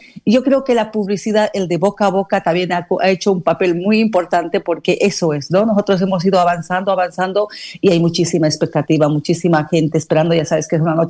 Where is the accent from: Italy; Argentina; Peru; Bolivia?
Bolivia; moved away as an adult; now in Barcelona, Spain; nacionalidad boliviana, ya radico aquí en la ciudad de Barcelona por lo menos unos 18 años. Y años atrás en mi país yo había hecho unos premios también parecidos a estos.